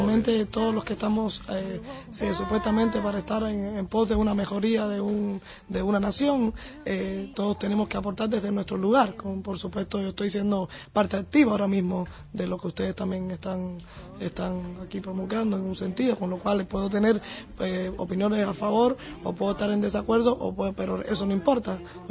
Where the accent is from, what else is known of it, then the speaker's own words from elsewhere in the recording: Cuba; now in Argentina; yo me considero cubana-argentina directamente.